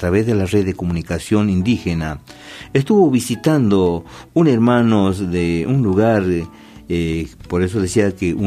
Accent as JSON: {"language": "Spanish", "country": "Argentina", "said": "como ciudadano argentino, como pueblos originarios, nativos"}